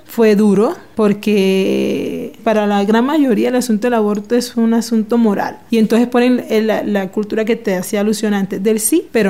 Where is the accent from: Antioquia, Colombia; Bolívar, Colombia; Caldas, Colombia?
Bolívar, Colombia; Cartagena; Soy de Cartagena